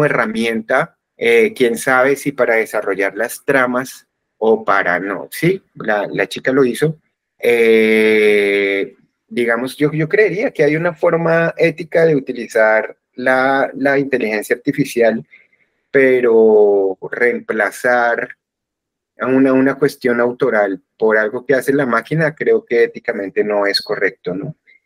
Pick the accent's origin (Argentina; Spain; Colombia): Colombia; por qué somos como somos los colombianos